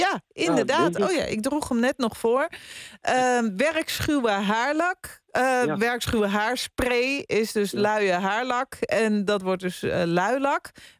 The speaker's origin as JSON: {"language": "Dutch", "town": "Wormerveer", "region": "North Holland", "country": "Netherlands", "said": "want ik kom zelf uit Wormerveer en daar deden we natuurlijk ook luilak."}